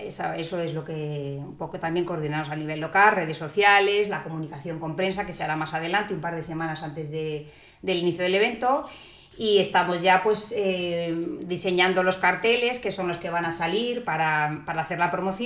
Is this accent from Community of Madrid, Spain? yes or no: yes; Alcalá de Henares, Community of Madrid, Spain; soy de Alcalá de Henares, por supuesto.